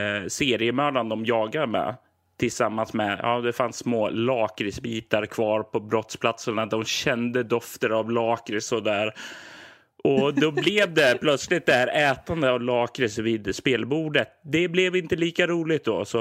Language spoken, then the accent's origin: Swedish; Sweden; Jag är ju som svensk och uppväxt på 80-90-talet